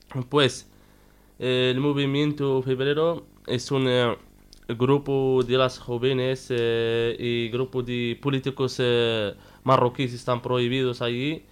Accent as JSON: {"language": "Spanish", "country": "Western Sahara", "said": "como saharaui, porque yo no soy marroquí, he vivido en territorios ocupados"}